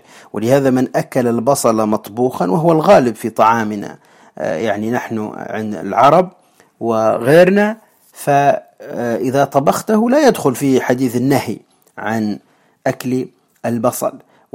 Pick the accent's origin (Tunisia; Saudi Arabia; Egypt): Tunisia; وعندنا في تونس نسميها الفاجل